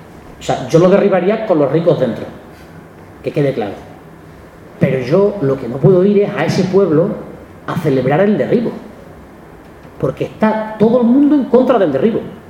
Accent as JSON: {"language": "Spanish", "region": "Extremadura", "country": "Spain", "said": "El ejemplo de este verano en mi tierra extremeña ha sido que han denunciado las piscinas naturales del norte de Cáceres"}